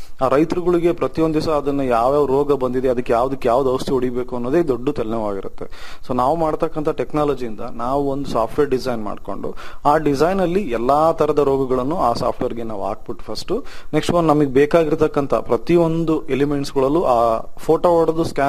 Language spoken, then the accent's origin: Kannada; Anaveri, Karnataka, India; ನನ್ನ ಸ್ವಂತ ಊರು ಬಂದು ಆನವೇರಿ, ಭದ್ರಾವತಿ ತಾಲೂಕು, ಶಿವಮೊಗ್ಗ ಡಿಸ್ಟಿಕ್. ನಮ್ಮ ತಂದೆ ತಾಯಿ ಹಾಗೂ ಪೂರ್ವಜರು ಎಲ್ಲರೂ ಕೂಡ ವ್ಯವಸಾಯದಲ್ಲೇ ಇದ್ದಾರೆ